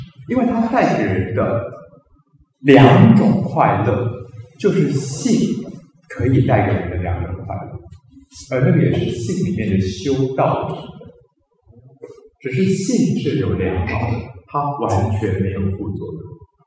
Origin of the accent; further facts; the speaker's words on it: China; 所以我们中国人麻黄呢